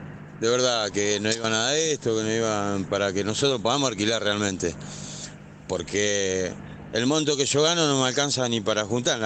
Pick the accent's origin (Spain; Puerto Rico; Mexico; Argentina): Argentina; Rosario, Santa Fe; soy una persona que no soy de acá encima, soy de Rosario. Estoy lejos de mi familia